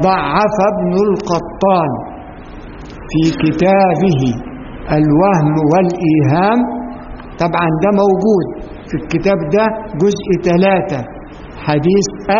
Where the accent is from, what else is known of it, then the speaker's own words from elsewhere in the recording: Egypt; كلمة الدشت دي احنا كمصريين نعرفها ان هي يعني الورق المرمي مهمل